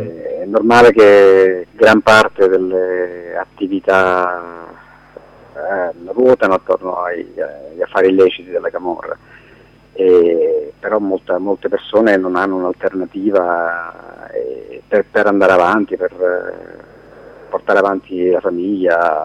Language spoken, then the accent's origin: Italian; Pozzuoli, Campania, Italy; Io conoscevo marginalmente la realtà Scampia perché sono della zona, sono di Pozzuoli